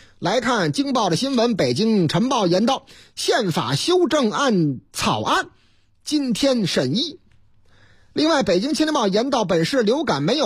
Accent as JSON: {"language": "Chinese", "region": "Shandong", "country": "China", "tie": "born or raised there", "said": "这个山东啊，我老家山东全面排查高速限速值设置"}